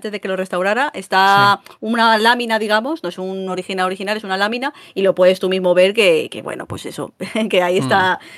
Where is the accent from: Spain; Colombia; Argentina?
Spain; Madrid, Community of Madrid; yo soy muy urbanita, soy de Madrid